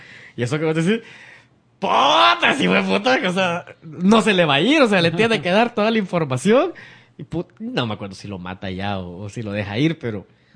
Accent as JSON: {"language": "Spanish", "town": "Acajutla", "region": "Sonsonate", "country": "El Salvador", "tie": "born or raised there", "said": "mi infancia, yo la viví en Acajutla, que es una ciudad fuera de San Salvador, olvidada por el mundo"}